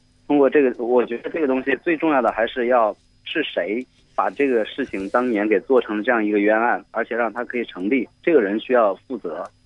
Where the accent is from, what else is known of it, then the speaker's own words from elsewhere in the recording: Changsha, Hunan, China; 我来自长沙。